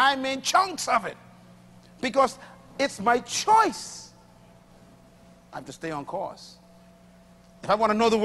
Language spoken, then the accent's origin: English; Bain Town, New Providence, Bahamas; And I was born in Bain Town in the heart of two liquor bars on left and right.